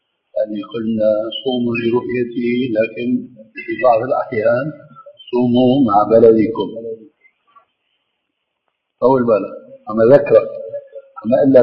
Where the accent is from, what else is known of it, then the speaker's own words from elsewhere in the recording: Levant, Syria; كما يقولون عندنا في الشام